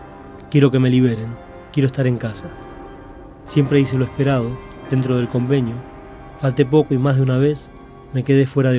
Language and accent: Spanish; Avellaneda, Buenos Aires Province, Argentina; Para mí, creciendo en Avellaneda, también son cosas que me remiten al barrio como era un poco antes